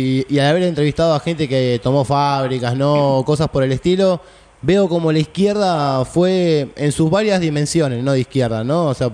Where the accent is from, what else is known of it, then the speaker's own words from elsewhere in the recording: Moreno, Buenos Aires Province, Argentina; yo soy de provincia, yo soy de Moreno, ¿no?